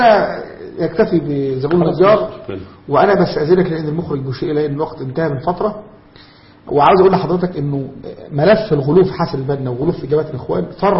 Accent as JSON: {"language": "Arabic", "country": "Egypt", "said": "ربنا يحفظ بلدنا مصر"}